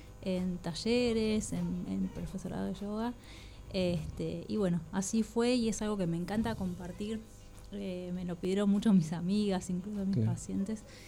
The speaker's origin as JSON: {"language": "Spanish", "town": "Mar del Plata", "region": "Buenos Aires Province", "country": "Argentina", "said": "Yo soy de Mar del Plata y corría en la costa y después me fui a estudiar a La Plata."}